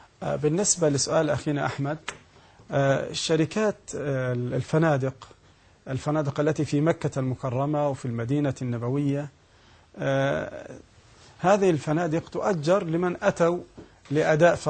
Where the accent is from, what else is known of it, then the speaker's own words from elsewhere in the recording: Egypt; البنوك عندنا في مصر 3 أقسام